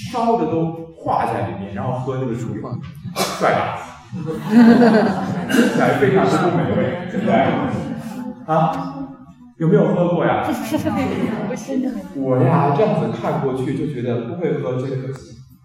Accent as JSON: {"language": "Chinese", "country": "Taiwan", "said": "因为像我们台湾这边用猪夫汤的家庭主妇啊"}